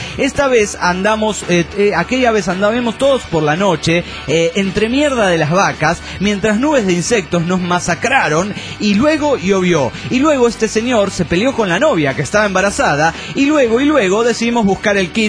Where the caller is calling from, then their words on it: Cochabamba, Bolivia; Soy de Cochabamba, Bolivia.